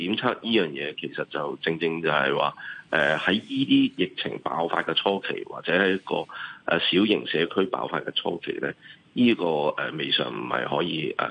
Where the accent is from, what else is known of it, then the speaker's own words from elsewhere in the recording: Hong Kong; 擔心我哋香港人上去多。